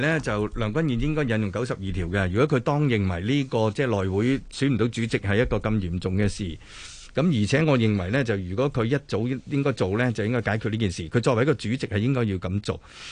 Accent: Hong Kong; 係咪將我哋香港人將全中國嘅錢全部攞走曬啊？

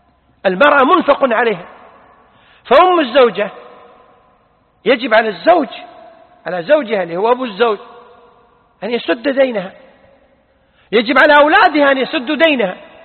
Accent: Kuwait; لذلك عندنا في الكويت الآن المطلقات والأرامل لهم معاشات

